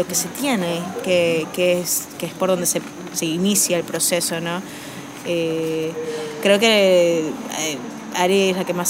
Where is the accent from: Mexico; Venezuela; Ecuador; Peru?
Venezuela; moved away as an adult; now in Argentina; Yo también soy de Venezuela. Soy comunicadora social, mención audiovisual allá. Y vine hace 3 años porque, bueno, mi papá es argentino y me pareció que lo más lógico era migrar